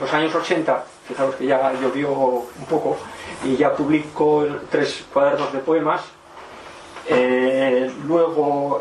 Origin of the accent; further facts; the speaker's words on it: Gijón, Asturias, Spain; born there; Bueno, nací en Gijón en 1956